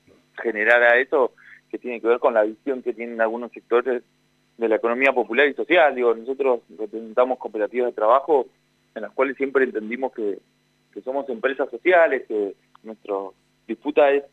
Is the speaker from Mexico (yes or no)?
no; Buenos Aires Province, Argentina; yo soy de Provincia de Buenos Aires